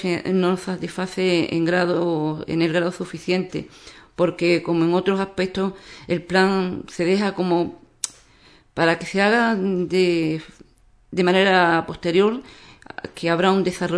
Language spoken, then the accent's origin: Spanish; Ubrique, Andalusia, Spain; Ubrique necesita un PGO, pero no cualquier PGO. Mi pueblo, mi gente, necesita el mejor PGO